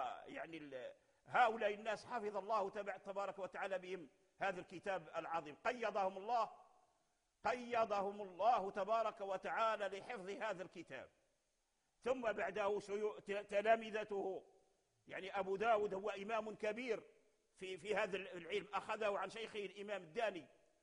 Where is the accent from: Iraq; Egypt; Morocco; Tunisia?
Morocco; أسانيدهم موصولة معروفة عندنا في المغرب